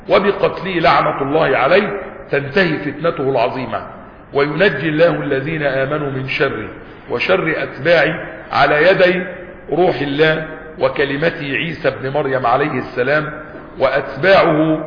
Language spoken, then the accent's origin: Arabic; Egypt; وحتى عندنا في مصر وبلادنا يقول لك ولاد اصول